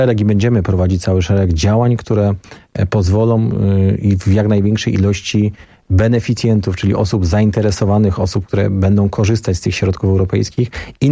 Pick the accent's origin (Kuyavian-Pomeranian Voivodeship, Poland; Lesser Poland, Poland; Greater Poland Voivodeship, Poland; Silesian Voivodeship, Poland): Silesian Voivodeship, Poland; Bielsko-Biała; Zresztą ja pochodzę z Bielska Białej, to jest miasto na południu Polski.